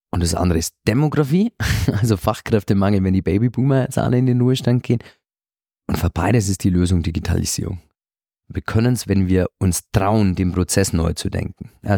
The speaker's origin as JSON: {"language": "German", "region": "Bavaria", "country": "Germany", "said": "ich trete in Bayern etwas weniger, als Bayer in Berlin etwas weniger"}